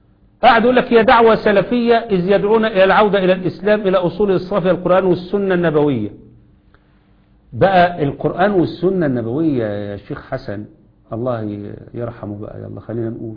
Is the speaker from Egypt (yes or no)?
yes; Egypt; زي اللي حصل عندنا في مصر الآن